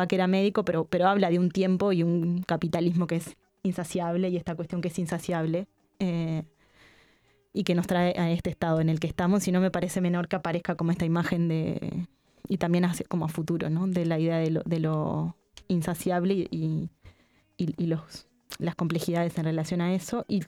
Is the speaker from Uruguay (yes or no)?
yes; Montevideo, Uruguay; un montón de otras de imágenes que claramente quienes somos de Montevideo las podemos percibir